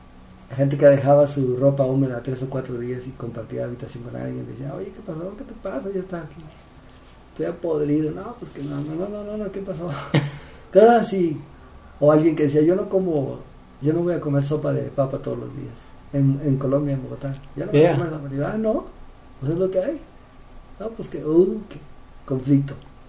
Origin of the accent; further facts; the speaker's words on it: San Luis Potosí, Mexico; born there; also born or lived in Oaxaca / Tijuana; Soy oaxaqueño de barriga. Tijuanense de rebeldía, potosímico de nacimiento, engendrado en Chapala.